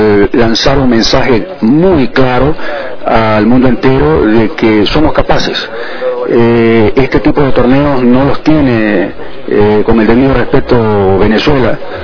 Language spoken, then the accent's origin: Spanish; Ecuador; un motivo de orgullo como ecuatoriano, que la gente en el mundo entero sepa que aquí se pueden hacer estas cosas